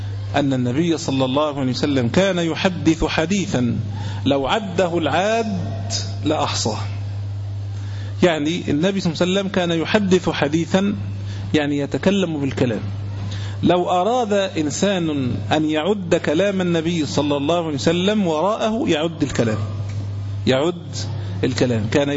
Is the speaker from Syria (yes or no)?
no; Egypt; لكن لو سألتني أنا مثلا كمصري أنا لا أكل